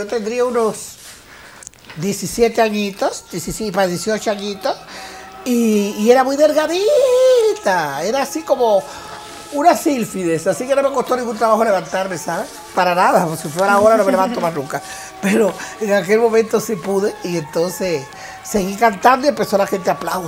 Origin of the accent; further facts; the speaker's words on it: Cuba; Y yo sigo verticalmente contra el sistema impuesto en mi país, donde tiene a mi pueblo secuestrado.